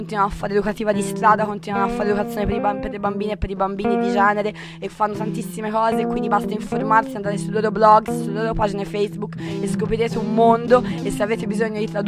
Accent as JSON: {"language": "Italian", "country": "Brazil", "tie": "born there", "second_language": "Italian", "said": "volevo portare il mio pensiero alla mia terra, una delle mie terre natalis brasiliane"}